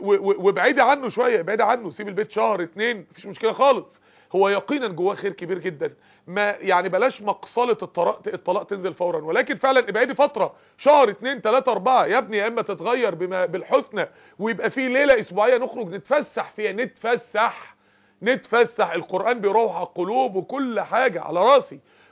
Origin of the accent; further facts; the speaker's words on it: Mansoura, Dakahlia, Egypt; احنا عندنا في المنصورة هنا معظم الاسر اللي اعرفها ملتزمة